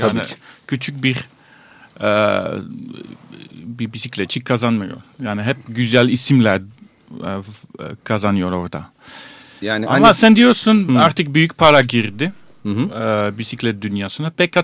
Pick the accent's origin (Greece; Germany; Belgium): Belgium; Antwerp, Flanders; Turkish is a second language; bir benim memleketim Antwerp'ten bir şarkıcı.